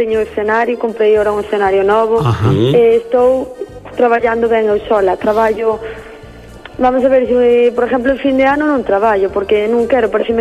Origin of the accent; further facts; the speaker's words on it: Fonsagrada, Galicia, Spain; now in Lugo, Spain; ahora en Fonsagrada fai 4 anos que, bueno, que estou en Lugo, e vou ali os fines de semana e pouco máis